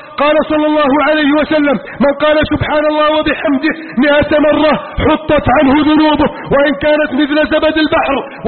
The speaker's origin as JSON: {"language": "Arabic", "country": "Egypt", "said": "واجعل بلدنا مصر آمنا مطمئنا وسائر بلاد المسلمين."}